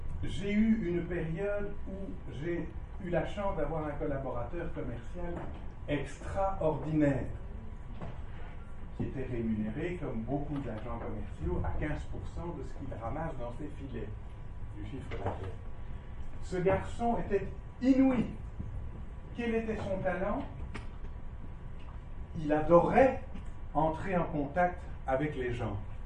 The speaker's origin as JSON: {"language": "French", "country": "Belgium", "said": "chez nous, en Belgique"}